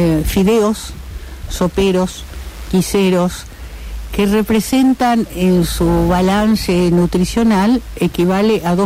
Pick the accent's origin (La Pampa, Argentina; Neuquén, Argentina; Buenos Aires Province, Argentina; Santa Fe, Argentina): Santa Fe, Argentina; Rosario; also born or lived in Salta; yo por ejemplo me considero muy rosarina, porque mi formación es rosarina, pero yo nací en Salta, una zona endémica, digamos, de desnutrición